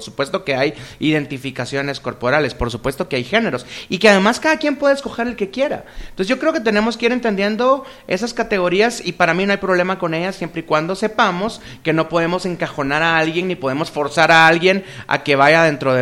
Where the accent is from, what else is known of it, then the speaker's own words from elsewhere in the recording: Guatemala; born there; todos pertenecemos a un accidente geográfico llamado Guatemala, porque por casualidad aquí nacimos